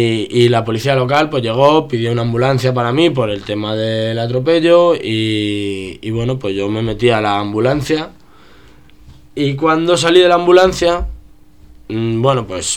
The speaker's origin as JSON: {"language": "Spanish", "town": "Getafe", "region": "Community of Madrid", "country": "Spain", "said": "Yo soy de Getafe y con amigos de allí"}